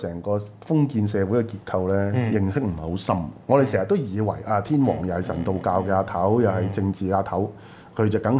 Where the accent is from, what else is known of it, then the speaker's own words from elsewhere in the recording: Guangdong, China; 我哋廣東人最出名啦，詹天佑，中國鐵路之父